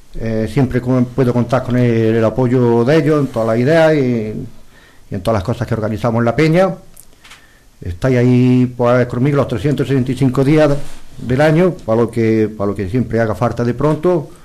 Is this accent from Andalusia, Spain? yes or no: yes; Bailén, Andalusia, Spain; esta noche vuelan por mi patria chica de Bailén